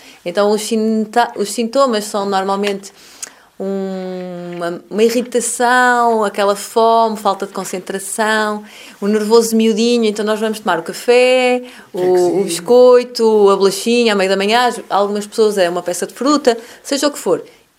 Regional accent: Porto, Norte, Portugal; eu sou do Porto, não é?

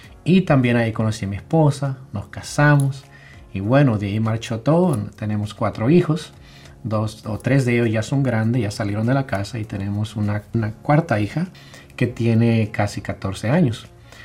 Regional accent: California, United States; also born or lived in El Salvador; yo soy originariamente de El Salvador. Yo nací ahí en El Salvador hace mucho tiempo, pero llegamos a los Estados Unidos cuando yo tenía casi 13 años, o menos quizás, no me acuerdo. Pero bueno, yo crecí en los Estados Unidos, llegamos a California, llegué como inmigrante también.

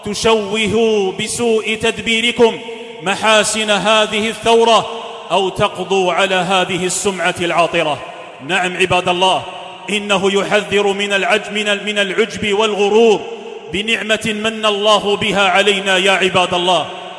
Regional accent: Algeria; لتبقى بلادنا الجزائر

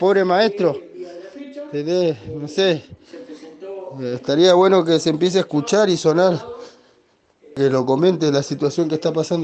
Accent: Chubut, Argentina; está pasando acá, en Chubut más que nada

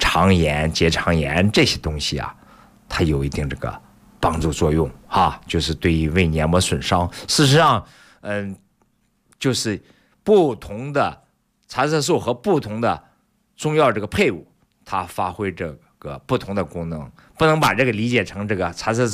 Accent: China

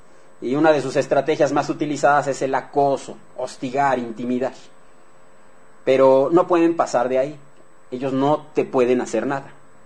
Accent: Mexico; como ciudadanos mexicanos que somos

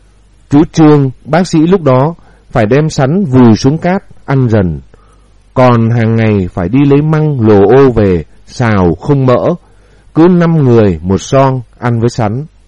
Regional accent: Bac Giang, Vietnam; Quê tôi có sân bay kép và một ga tàu hỏa, là một ga đi lên phía Bắc của Tổ quốc. Thanh niên, phụ nữ quê tôi náo nức tình nguyện vào Nam đánh Mỹ.

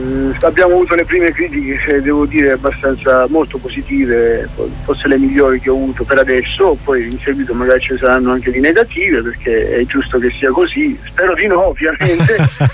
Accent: Sicily, Italy; born there; vogliamo parlare della Sicilia dove sono nato

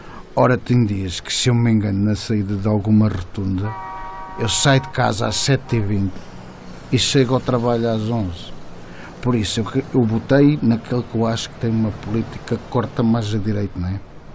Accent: São Pedro do Sul, Viseu, Portugal; now in Viseu, Portugal; sou de São Pedro do Sul, mas agora neste momento estou a residir em Viseu.

